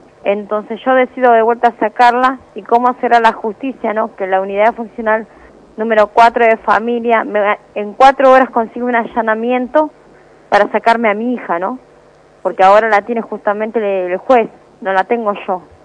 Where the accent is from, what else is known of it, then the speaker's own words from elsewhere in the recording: Burzaco, Buenos Aires Province, Argentina; nosotros somos de Bursaco, Almirante Brón.